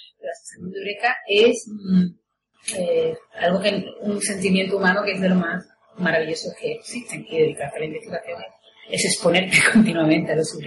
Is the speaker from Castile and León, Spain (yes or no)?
no; Seville, Andalusia, Spain; Y me fui a estudiar a Madrid, a la Complutense, yo soy de Sevilla.